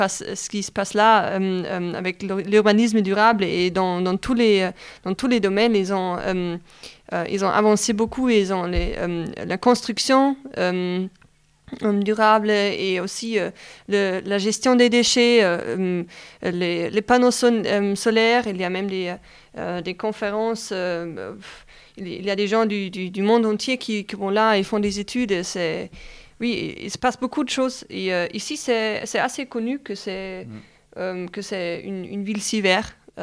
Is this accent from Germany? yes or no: yes; central Germany, Germany; now in Fribourg, Switzerland; Non, pas du tout. En fait, je viens plutôt du milieu de l'Allemagne. Alors Fribourg, c'est plus loin de chez moi, d'ici.